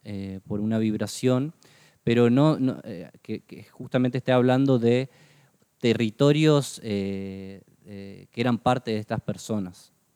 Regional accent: Posadas, Misiones, Argentina; moved away as an adult; now in Buenos Aires, Argentina; Yo nací en la ciudad de Posadas y aproximadamente a los 18 años migré justamente a la ciudad de Buenos Aires, que me vine a estudiar la carrera de imagen y sonido.

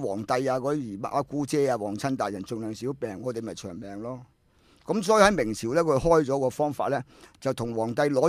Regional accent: Hong Kong; 我都系香港人啦，五代香港人

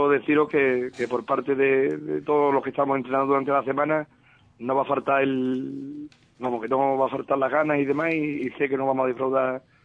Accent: Ubrique, Andalusia, Spain; yo pienso que mi pueblo, que es Ubrique, va a tener, como siempre en estos momentos

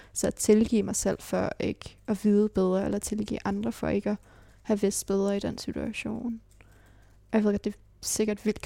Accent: Charlottenlund, Capital Region, Denmark; also born or lived in Copenhagen; Jeg blev født i Nordvest, men levede et barndomsliv og teenageliv i Charlottenlund.

